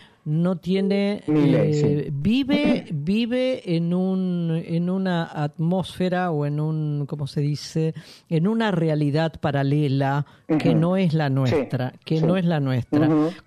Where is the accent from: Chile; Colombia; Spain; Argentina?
Argentina; El consumidor promedio es el argentino. Somos los argentinos.